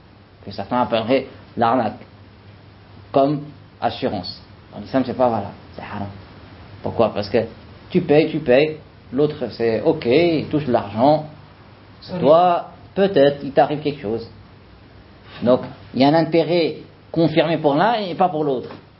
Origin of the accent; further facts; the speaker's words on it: France; parce que il a vu que je viens de France